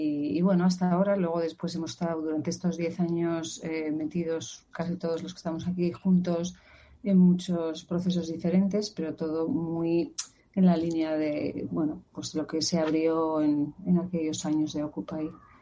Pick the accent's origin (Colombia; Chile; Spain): Spain; now in New York, United States; también soy de España … bueno, un poco como todos los que estamos aquí, llevo muchos años aquí en Nueva York, 20 y pico también